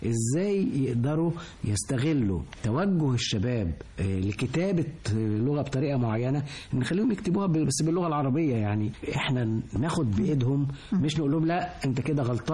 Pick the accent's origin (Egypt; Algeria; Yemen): Egypt; احنا ابناء مصر لكن هم عايشين مع مصر وبيحبوها حب